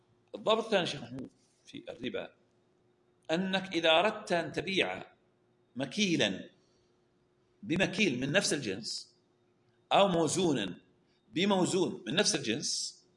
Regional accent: Al-Ahsa, Eastern Province, Saudi Arabia; التمر الخلاص وتمر الشيش عندنا في الأحساء

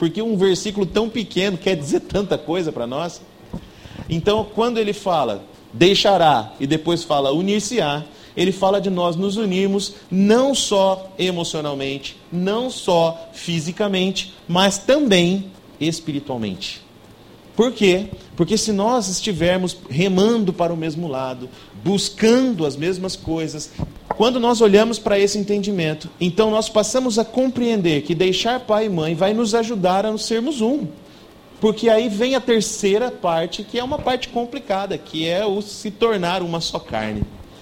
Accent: Assis, São Paulo, Brazil; now in São José do Rio Preto, Brazil; A minha esposa trabalhava na cidade onde nós morávamos, nós não somos de Rio Preto, nós somos de Assis

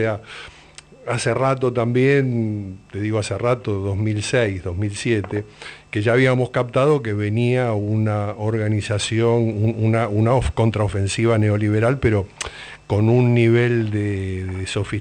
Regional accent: Lanús, Buenos Aires Province, Argentina; Pero yo vengo de los barrios, yo vengo de Lanús

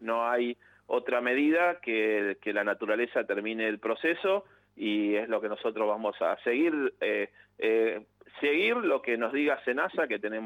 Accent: Santa Fe, Argentina; yo en realidad yo soy oriundo de la provincia de Santa Fe. También estudié en la ciudad de Santa Fe, así que conozco el puerto de Santa Fe.

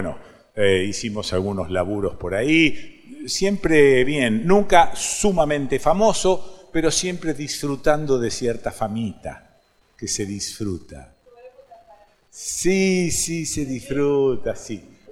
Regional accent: Rosario, Santa Fe, Argentina; Bueno, sí, nací en Rosario, viví en esa ciudad.

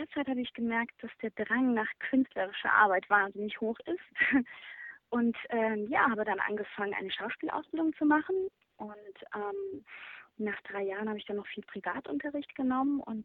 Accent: Essen, North Rhine-Westphalia, Germany; Groß geworden in Essen, dann wie alle anderen auch zur Schule gegangen

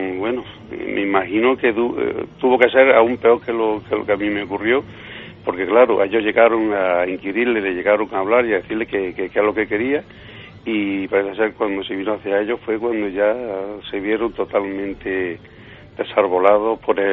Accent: Villanueva del Duque, Andalusia, Spain; muy cerca de mi pueblo, de Villanueva del Duque.

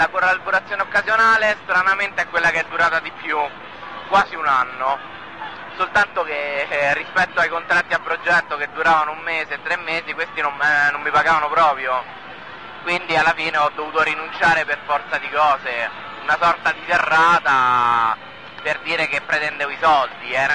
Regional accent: Palombara Sabina, Lazio, Italy; Palombara Tabina.

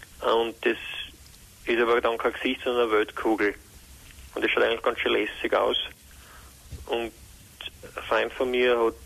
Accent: Hieflau, Styria, Austria; Ich bin von der Hiflau.

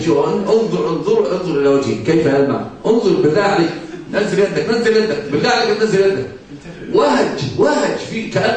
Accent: Egypt; عندنا في مصر مثلا يقال: كالهرة تأكل وتنكر.

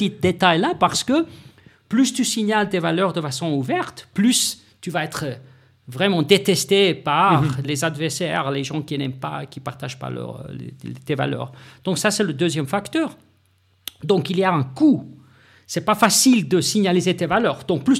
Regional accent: South Africa; French is a second language; Je viens de l'Afrique du Sud

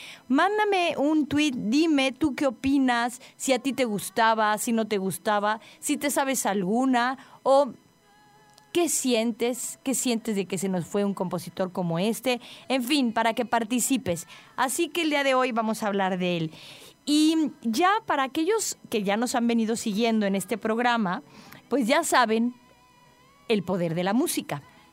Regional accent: Mexico; como mexicanos a todos nos pesó que se nos fuera.

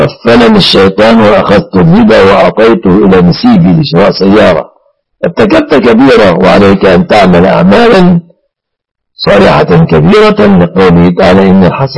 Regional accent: Mansoura, Dakahlia, Egypt; أنا من المنصورة يا سائلي، قرية جنب المنصورة.

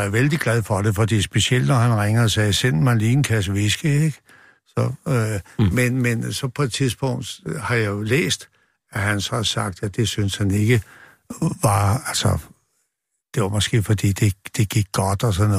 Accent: Copenhagen, Capital Region of Denmark, Denmark; og jeg kommer fra Nørrebro

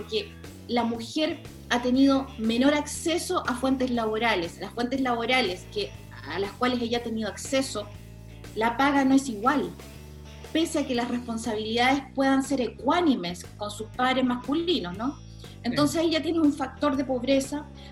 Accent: Chile; moved away as an adult; now in Australia; Yo vivo hace 26 años en Australia. Ahora estoy en Chile porque soy chilena, obviamente vengo regularmente.

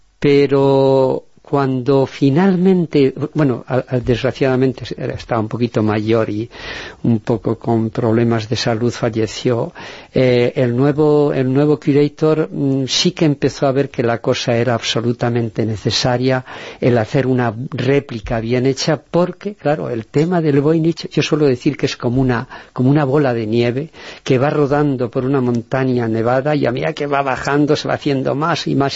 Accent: Burgos, Castile and León, Spain; now in San Sebastián de los Reyes, Spain; yo también soy burgalés, pero vivo aquí, justamente en San Sebastián de los Reyes.

